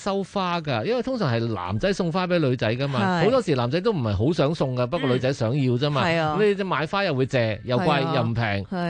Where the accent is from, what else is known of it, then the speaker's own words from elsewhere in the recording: China; 我中国人又话鞋鞋声唔好嘛